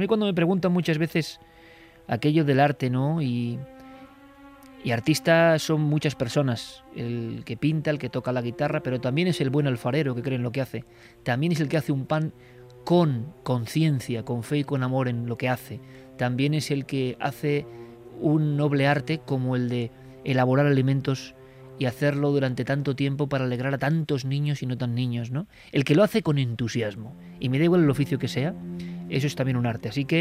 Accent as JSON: {"language": "Spanish", "town": "Vitoria", "region": "Basque Country", "country": "Spain", "tie": "born there", "said": "de la noche con la luna casi llena sobre Vitoria. Me parece mágico y me gusta además que a la ciudad donde yo nací"}